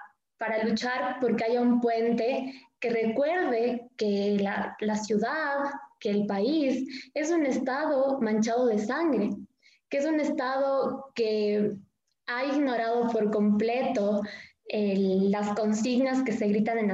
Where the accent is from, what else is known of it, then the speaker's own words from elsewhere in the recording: Cuenca, Azuay, Ecuador; yo vengo de Cuenca